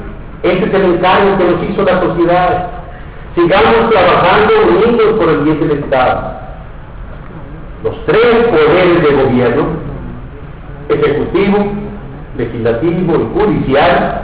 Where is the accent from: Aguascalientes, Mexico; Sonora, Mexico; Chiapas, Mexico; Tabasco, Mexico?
Aguascalientes, Mexico; porque yo soy de Aguascalientes, porque valoro a mi gente, porque nada puede igualar la devoción que se siente por este lugar donde nacimos, donde crecimos y donde vivirán nuestros hijos.